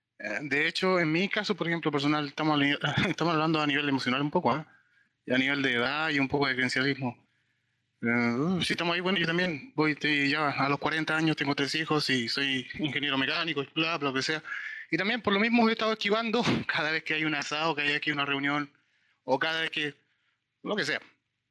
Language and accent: Spanish; Santiago, Santiago Metropolitan, Chile; De Santiago, La Conde.